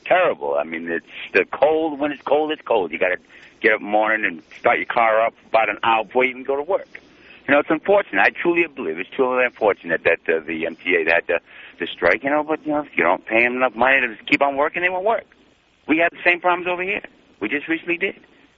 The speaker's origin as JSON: {"language": "English", "region": "Rhode Island", "country": "United States", "accent": "New England", "moved": "yes", "said": "I'm from Rhode Island. I still got my New England accent. I appreciate my New England accent. I came out here 15 years ago"}